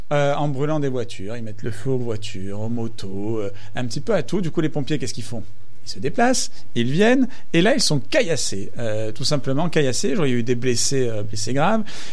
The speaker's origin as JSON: {"language": "French", "town": "Marseille", "region": "Provence-Alpes-Côte d'Azur", "country": "France", "said": "Moi, je viens de Marseille, il y a des endroits où tu peux même plus rentrer."}